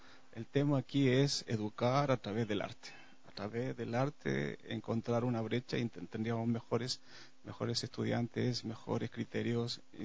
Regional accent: Chile; now in Ecuador; cabe recordar que soy chileno, me crié en una dictadura y en ese marco histórico encontré la danza

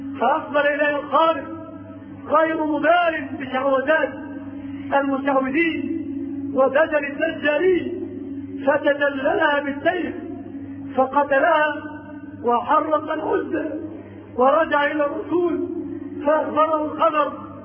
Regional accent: Egypt; في بلادنا مصر أوتان وأنصاب وأشياء

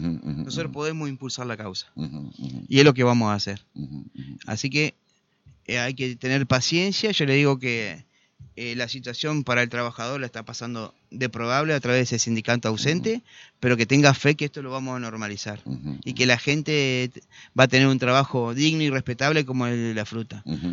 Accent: Concordia, Entre Ríos, Argentina; No, pero la gente sabe, somos de Concordia.

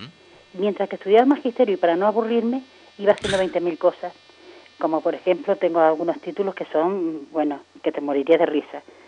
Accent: Cartagena, Region of Murcia, Spain; born there; yo nací en Cartagena, la provincia de Murcia, por casualidad, porque mi madre estaba allí. Esa es la realidad. Porque yo me nací y me nacieron en mí mis Islas Canarias por la rama de mi padre, que era de Firga, de aquí de Gran Canaria.

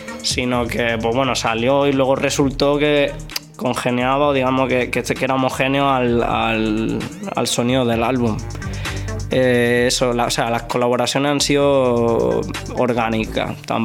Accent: Córdoba, Andalusia, Spain; Ok, bueno, yo soy un chaval de Córdoba.

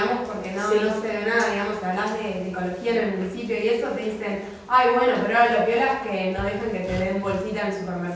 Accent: Pigüé, Buenos Aires Province, Argentina; Yo soy de Pigüé

